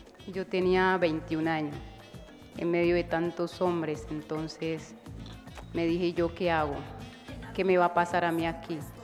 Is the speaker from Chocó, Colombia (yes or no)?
yes; Chocó, Colombia; Yo soy del litoral del San Juan. Océano Pacífico. Yo soy, creo que ya soy la única oceánica aquí